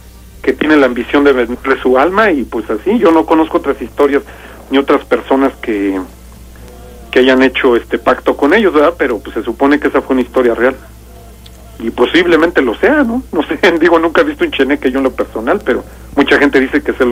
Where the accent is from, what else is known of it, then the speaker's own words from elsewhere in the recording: Bajío, Mexico; Se supone que allá en las cuevas de la región de donde soy yo y de todo el Bajío, se supone que de las cuevas salen los famosos cheneques.